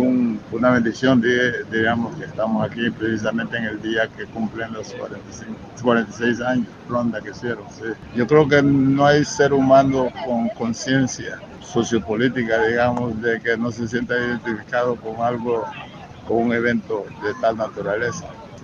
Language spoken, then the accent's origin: Spanish; California, United States; ando con mi esposa. El jueves llegamos, somos de California, en Estados Unidos, pero de ascendencia hondureña.